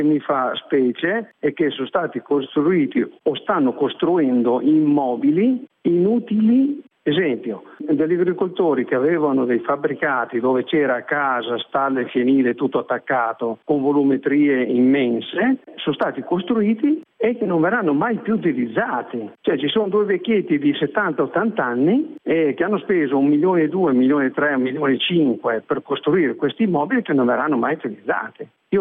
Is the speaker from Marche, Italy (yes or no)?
no; Cavezzo, Emilia-Romagna, Italy; Io sono di Cavezzo.